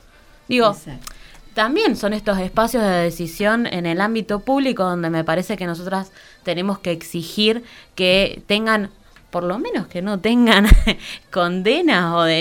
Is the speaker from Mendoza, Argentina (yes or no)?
yes; Mendoza, Argentina; como ciudadanas mendocinas y como ciudadanas argentinas.